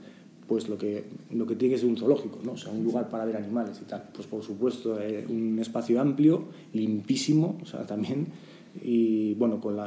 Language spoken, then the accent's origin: Spanish; Basque Country, Spain; yo soy vasco, hicimos dos socatiras y las dos perdimos